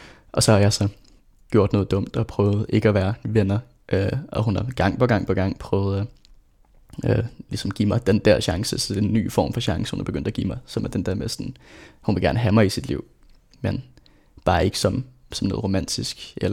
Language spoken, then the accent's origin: Danish; Rødovre, Capital Region of Denmark, Denmark; Jeg voksede op i Rødovre